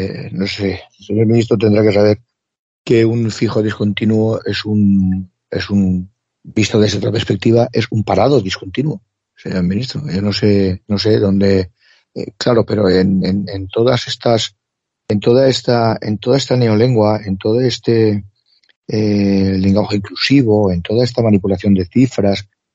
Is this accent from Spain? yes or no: yes; Spain; nosotros como españoles, ¿por qué no nos declaramos neutrales?